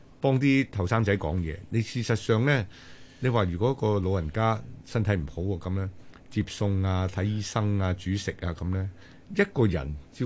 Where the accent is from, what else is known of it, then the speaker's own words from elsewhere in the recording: China; 我哋中國人觀念始終咧傳宗接代都睇得好重嘅